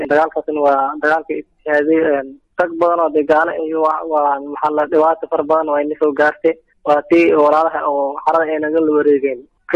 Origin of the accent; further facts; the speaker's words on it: Kismayo, Lower Juba, Somalia; Waxaan ka imaaday magaalada Kismaayo